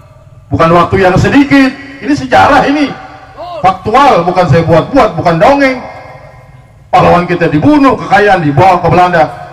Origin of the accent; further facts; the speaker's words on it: Jakarta, Indonesia; gue lahir di Kuita. Gak bisa dikadalin gue.